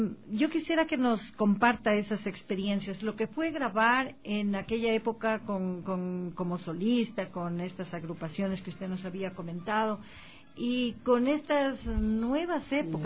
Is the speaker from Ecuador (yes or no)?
yes; Ecuador; sabemos que somos ecuatorianos y algún pasito también debemos hacer por nuestra identidad